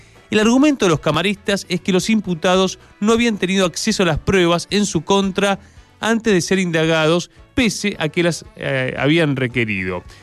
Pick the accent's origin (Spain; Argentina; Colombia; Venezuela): Argentina; utilicemos nuestros medios como pueblo argentino y como federales que somos